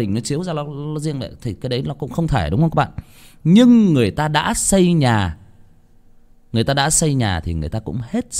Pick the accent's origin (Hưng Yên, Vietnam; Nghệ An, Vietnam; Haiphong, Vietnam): Hưng Yên, Vietnam; tôi có đến một cái vùng ở quê tôi Hưng Yên, tôi có đi chơi theo mấy anh con nhà bác dẫn đi chơi sang cái làng đó